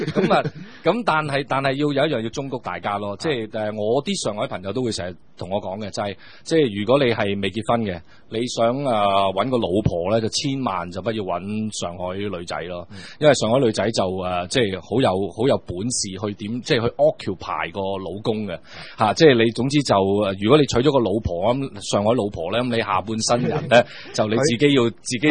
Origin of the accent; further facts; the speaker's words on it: Guangdong, China; 因為我哋深圳講，我哋廣東人所謂南蠻嘛